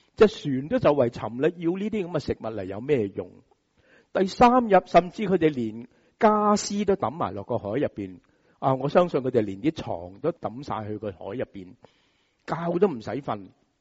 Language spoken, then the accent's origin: Cantonese; Hong Kong; 就是我们香港人所熟悉的台风